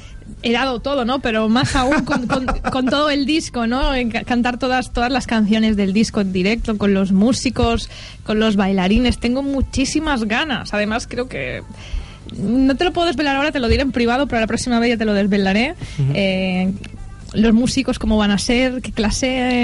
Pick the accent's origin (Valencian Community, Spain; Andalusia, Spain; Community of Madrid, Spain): Valencian Community, Spain; Benigànim; ahora mismo estoy viviendo en Benigànim, que es mi pueblo, en casa de mis padres.